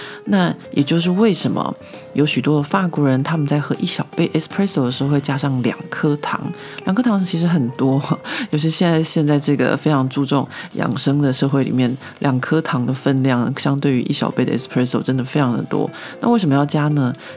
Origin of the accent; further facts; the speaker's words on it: Taiwan; 身为一个台湾人，我觉得大家其实是不知道自己有多幸福啊，因为在台北或是在台湾的各个城市的街头巷尾，大家都可以喝到一杯好喝的咖啡